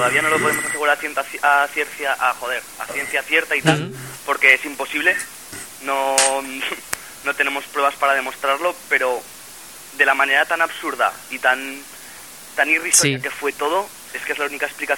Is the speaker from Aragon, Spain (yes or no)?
yes; Zaragoza, Aragon, Spain; nosotros somos de aquí de Zaragoza